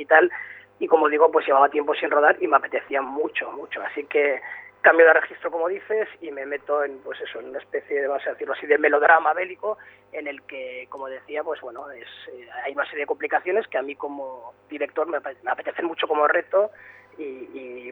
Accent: Bilbao, Basque Country, Spain; obviamente yo soy de Bilbao, sí.

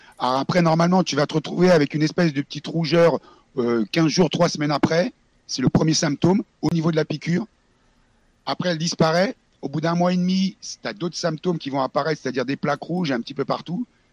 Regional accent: France; born there; je suis né en France

